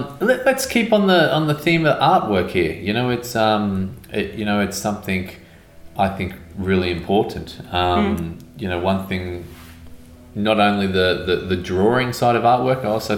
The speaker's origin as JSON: {"language": "English", "country": "Australia", "said": "I'm Australian."}